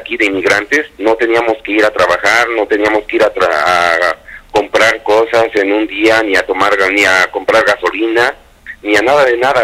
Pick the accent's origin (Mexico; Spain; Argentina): Mexico; now in United States; yo siento que como mexicanos nos afecta muchísimo, porque estamos a veces aquí muy desunidos